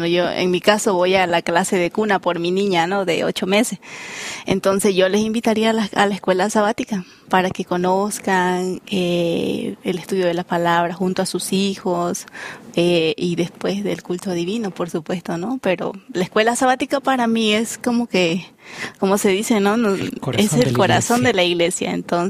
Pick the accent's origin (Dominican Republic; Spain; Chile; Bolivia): Bolivia; Oriente; Yo soy del Oriente